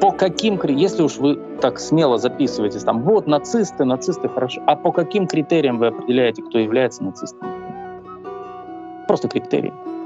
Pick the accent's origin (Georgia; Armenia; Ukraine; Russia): Ukraine; Я украинец, это моя идентичность.